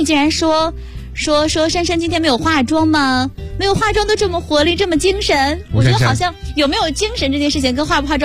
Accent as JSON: {"language": "Chinese", "town": "Zaozhuang", "region": "Shandong", "country": "China", "said": "我是山东枣庄人嘛"}